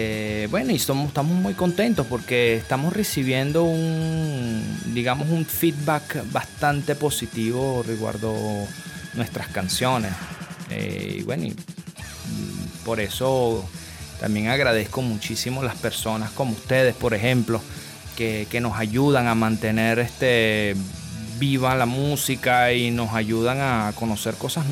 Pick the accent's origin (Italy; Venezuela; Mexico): Venezuela; moved away as an adult; also born or lived in Orlando, Florida; Yo nací en Venezuela. Estuve en Venezuela hasta los 18 años. Y bueno, antes de irme a la Sicilia, yo apenas cumplí los 18 años, me fui para los Estados Unidos. Estuve en Orlando, Florida por al menos 5 o 6 años.